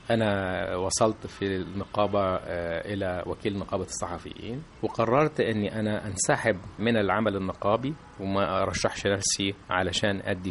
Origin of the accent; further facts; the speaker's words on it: Luxor, Luxor Governorate, Egypt; أنا يعني من الأقصر، وإحنا عندنا قواعد حاكمة في الاختيار بتبقى أقرب